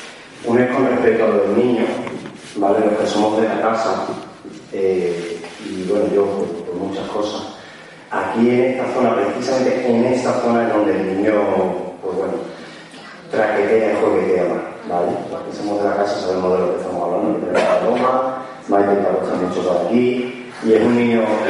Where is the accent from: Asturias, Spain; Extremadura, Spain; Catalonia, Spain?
Catalonia, Spain; Barcelona; born there; first language Catalan; Spanish is a second language; Yo nací siendo catalán hablante.